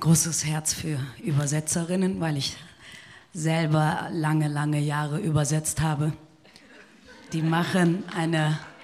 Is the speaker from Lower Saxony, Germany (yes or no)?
no; Siegen, North Rhine-Westphalia, Germany; Ich bin in Deutschland geboren, in Nordrhein-Westfalen, in einer kleinen Stadt namens Siegen, auch 1978. Und ich bin in Deutschland aufgewachsen